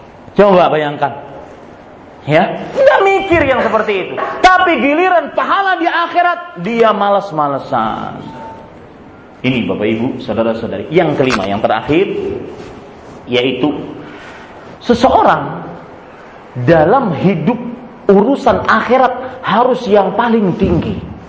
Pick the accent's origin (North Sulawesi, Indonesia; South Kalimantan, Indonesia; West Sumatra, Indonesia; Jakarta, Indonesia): South Kalimantan, Indonesia; Banjarmasin; kalau di Banjarmasin di kota saya dari Kalimantan Selatan